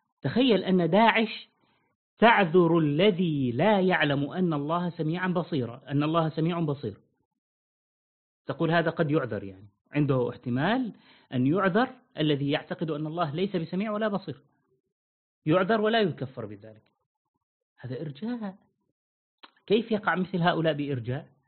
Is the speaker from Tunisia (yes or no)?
no; Syria; هذه كانت منتشرة عندنا في سوريا، لا أدري في باقي البلاد.